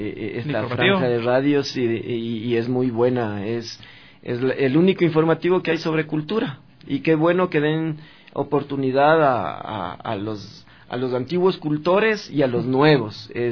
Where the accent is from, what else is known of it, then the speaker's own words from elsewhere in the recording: Quito, Pichincha, Ecuador; Yo soy quiteño, yo nací en San Roque, a los pies de Xungoloma, de Yavirac, del Panecillo.